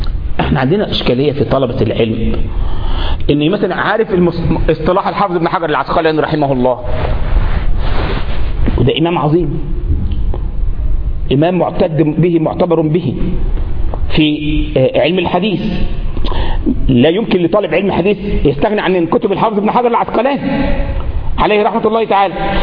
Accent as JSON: {"language": "Arabic", "country": "Egypt", "said": "مش بعض الشباب عندنا في مصر كان عنده كده بتاع 12 13 سنه"}